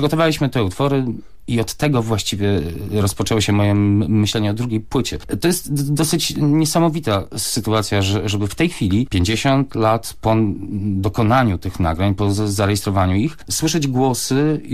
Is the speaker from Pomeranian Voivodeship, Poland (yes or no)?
yes; Gdańsk, Pomeranian Voivodeship, Poland; born there; ja traktuję Kaszuby jako mój dom, chociaż urodziłem się w Gdańsku, czyli tak niby nieco obok.